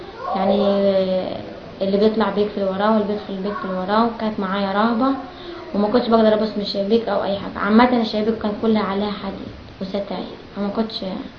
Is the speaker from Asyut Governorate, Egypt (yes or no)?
yes; Sahel Selim, Asyut Governorate, Egypt; من اسيوط مركز ساحل سليم قريه الشيخ شحاته. انا مشيت من البلد يوم 15/9.